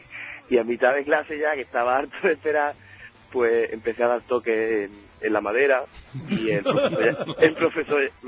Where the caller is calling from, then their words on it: Granada, Andalusia, Spain; pues llamo desde Granada, pero soy de Roqueta.